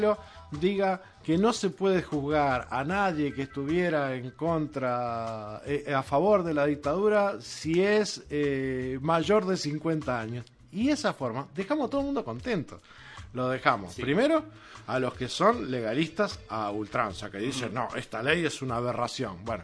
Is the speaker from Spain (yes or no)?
no; Uruguay; Acá tenemos que pensar todos como uruguayos.